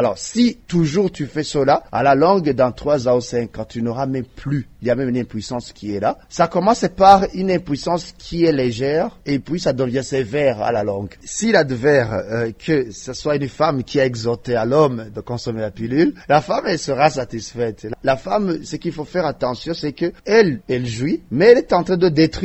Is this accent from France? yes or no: no; Burundi; Chez nous, au Burundi, je dirais qu'il a vitesse de propagation commence à être accélérée.